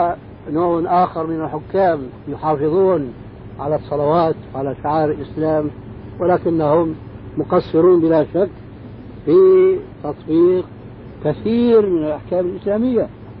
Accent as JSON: {"language": "Arabic", "country": "Syria", "said": "يعني كما يقولون عندنا في الشام"}